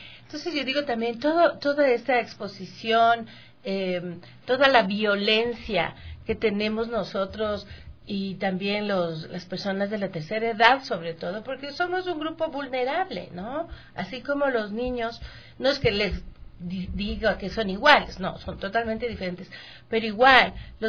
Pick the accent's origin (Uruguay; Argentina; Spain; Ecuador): Ecuador; yo soy bien ecuatoriana y conozco cómo somos